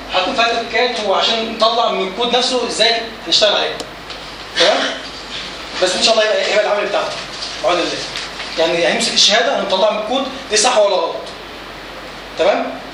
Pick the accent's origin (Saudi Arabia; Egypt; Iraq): Egypt; now in United States; بس طبعا عندنا مفيش الكلام ده عندنا في مصر.